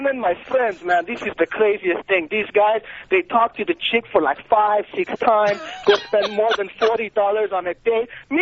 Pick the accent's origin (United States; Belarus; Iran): Iran; I'm from Iran. I'm Iranian.